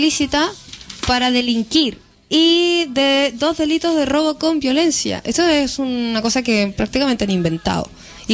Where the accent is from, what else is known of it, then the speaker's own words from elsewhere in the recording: Concepción, Biobío, Chile; Te recuerdo que yo también soy de Concepción, así es que más o menos sé.